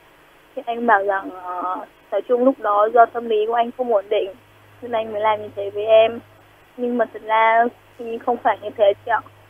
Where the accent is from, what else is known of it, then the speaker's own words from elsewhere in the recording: Northern Vietnam, Vietnam; now in Ho Chi Minh City, Vietnam; Dạ, em là người Bắc. Mà gia đình em chuyển vào thành phố Hồ Chí Minh lâu rồi.